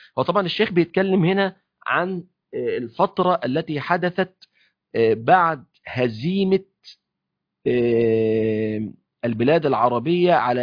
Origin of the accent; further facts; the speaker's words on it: Egypt; يعني احنا عندنا في مصر مثلا